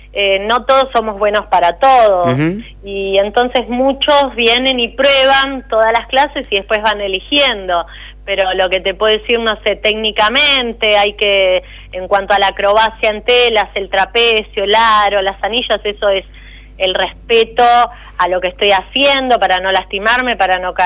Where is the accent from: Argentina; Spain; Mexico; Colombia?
Argentina; Máximo Paz; volvieron a mi pueblo, a Máximo Paz